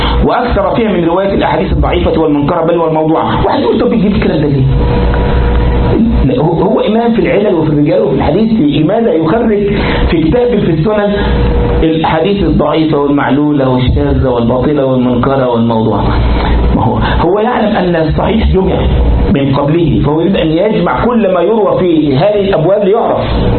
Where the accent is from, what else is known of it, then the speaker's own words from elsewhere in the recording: Egypt; طبعا حلوان مدن كثيرة في عندنا في مصر،